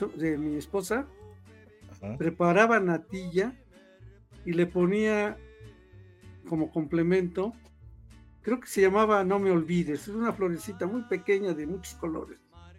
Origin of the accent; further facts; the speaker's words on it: Costa Rica; born there; Para mí, haber nacido en Costa Rica está bien, pero soy mexicana.